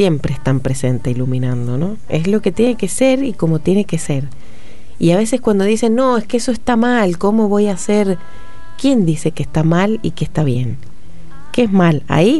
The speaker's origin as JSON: {"language": "Spanish", "region": "San Juan", "country": "Argentina", "said": "Somos sanjuaninos, nos está costando, pero la gente se va abriendo a los talleres."}